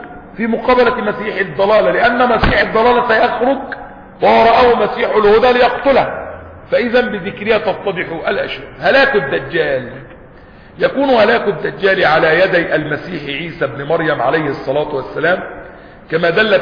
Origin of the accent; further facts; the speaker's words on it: Egypt; وحتى عندنا في مصر وبلادنا يقول لك ولاد اصول